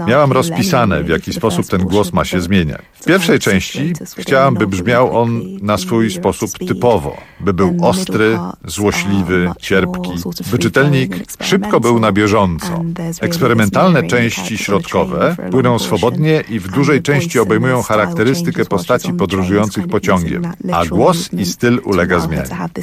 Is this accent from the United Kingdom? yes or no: yes; London, United Kingdom; Londyn, w którym dorastałam i w którym całe życie mieszkam, zawsze wyróżniał się w Wielkiej Brytanii odrębnym charakterem i kulturą.